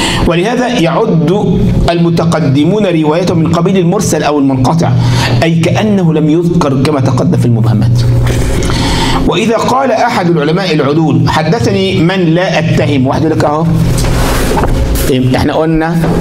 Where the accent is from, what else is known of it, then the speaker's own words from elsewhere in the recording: Egypt; زي عندنا مرة الكلام ده في الثمانينات، عندنا في مصر